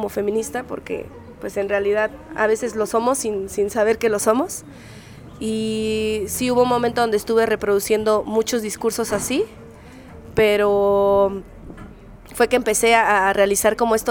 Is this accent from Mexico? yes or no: yes; Querétaro, Mexico; soy rapera queretana